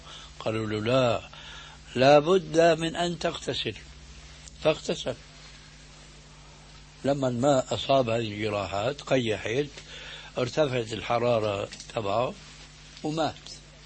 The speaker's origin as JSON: {"language": "Arabic", "country": "Syria", "said": "لكن كما يقولون عندنا في الشام بدها زكتار"}